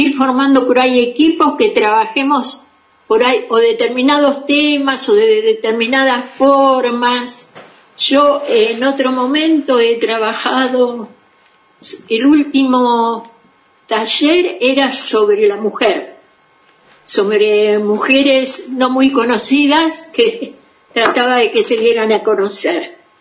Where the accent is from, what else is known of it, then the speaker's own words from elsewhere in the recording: Buenos Aires, Argentina; Soy de Buenos Aires.